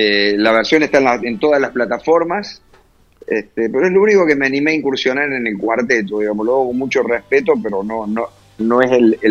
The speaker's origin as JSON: {"language": "Spanish", "town": "Villa María", "region": "Córdoba", "country": "Argentina", "lives_now": "Buenos Aires, Argentina", "said": "Yo vivo en Buenos Aires, pero soy de Villa María, Córdoba."}